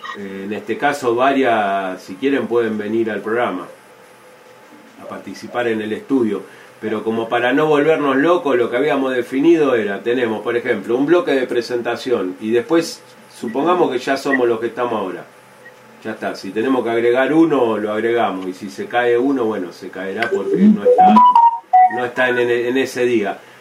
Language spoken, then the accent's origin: Spanish; Bariloche, Río Negro, Argentina; lo bueno es que varios somos de Bariloche